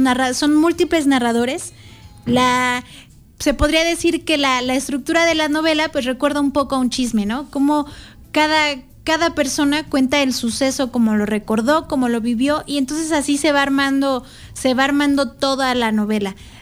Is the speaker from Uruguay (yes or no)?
no; Mexico; cómo es que como mexicanos nos hemos estado conformando